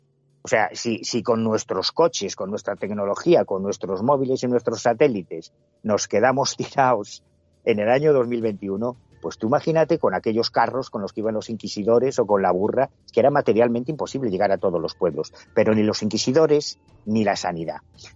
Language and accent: Spanish; Galicia, Spain; independientemente del cariño que yo le tenga a mi tierra, es verdad que en Galicia hay una herencia mágica muy sólida